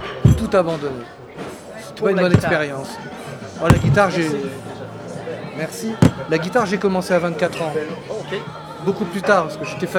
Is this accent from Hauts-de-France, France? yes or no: yes; Sebourg, Hauts-de-France, France; Donc j'allais à l'école municipale de mon village. J'ai grandi à Sebourg, dans le nord de la France.